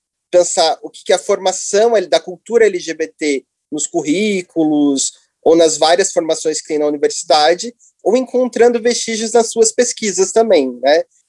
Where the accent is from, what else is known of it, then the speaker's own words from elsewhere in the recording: Curitiba, Paraná, Brazil; moved away as an adult; now in São Paulo, Brazil; Sou curitibano. Estou radicado em São Paulo já há uns 6, 5 anos